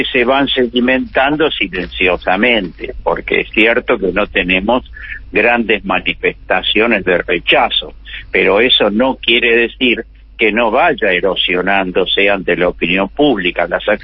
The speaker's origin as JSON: {"language": "Spanish", "country": "Argentina", "said": "Es una tragedia que como argentinos nos tenemos que avergonzar."}